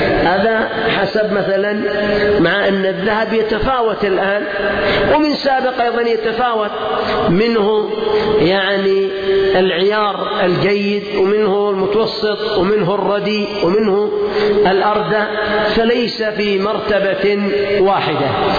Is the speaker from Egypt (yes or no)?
no; Yemen; لأن 100,000 عندنا في اليمن ممكن تأتي حق 3-4 شياه